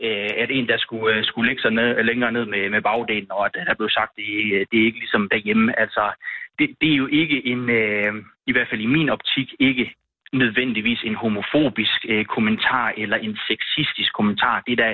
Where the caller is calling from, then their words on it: Aarhus, Central Denmark Region, Denmark; Jeg bor i Silkeborg og ringer fra Aarhus lige nu.